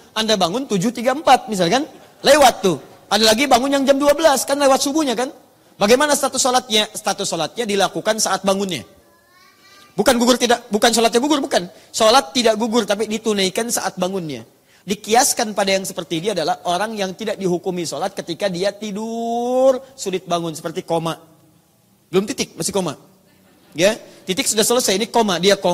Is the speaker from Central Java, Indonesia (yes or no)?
no; Surabaya, East Java, Indonesia; born there; now in Jakarta, Indonesia; dari Tanah Kusir. Ya, lahir di Surabaya, tinggal di Tanah Kusir.